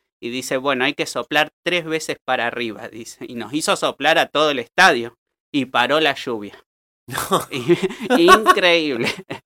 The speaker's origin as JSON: {"language": "Spanish", "region": "La Pampa", "country": "Argentina", "tie": "born or raised there", "said": "los llevé a mi pueblo, que también fue la revolución. 5 afiches en La Pampa"}